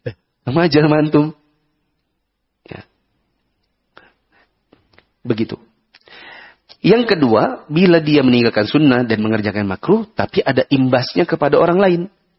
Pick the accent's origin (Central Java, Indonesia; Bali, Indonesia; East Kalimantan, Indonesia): East Kalimantan, Indonesia; Maaf, saya dari Kalimantan Timur.